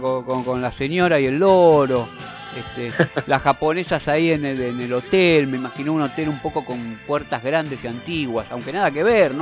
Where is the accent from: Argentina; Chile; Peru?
Argentina; Y lo que significa para nosotros como argentinos eso también.